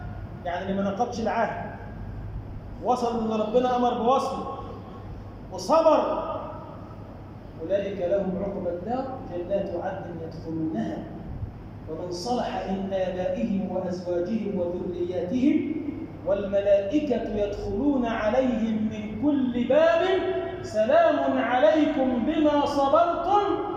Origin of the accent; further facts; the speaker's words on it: Egypt; اللهم اجعل بلدنا مصر بلدا آمنا، مطمئنا